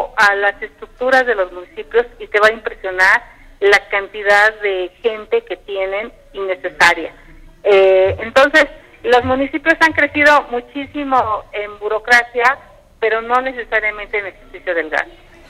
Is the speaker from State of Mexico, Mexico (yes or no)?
no; Tepatepec, Hidalgo, Mexico; en mi pueblo, en Tepatepec